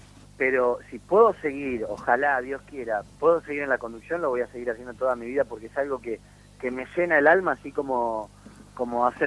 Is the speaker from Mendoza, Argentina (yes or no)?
no; Villa Ballester, Buenos Aires Province, Argentina; yo soy de barrio, soy de Villa Ballester